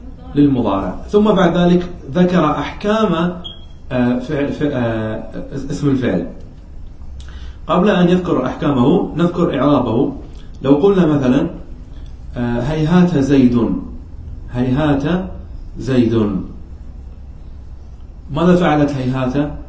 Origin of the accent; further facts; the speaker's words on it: Qatar; يعني عندنا في قطر أكثر من يستعملها في اللهجة العامية